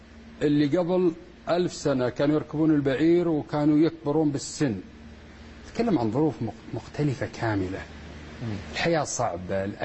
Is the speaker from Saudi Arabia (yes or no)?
yes; Saudi Arabia; العلم الحديث عندنا بالسعودية ما له قيمة كثير